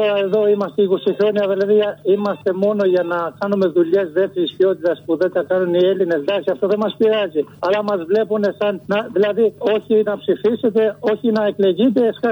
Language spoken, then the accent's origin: Greek; Albania; now in Greece; Από την Αλβανία.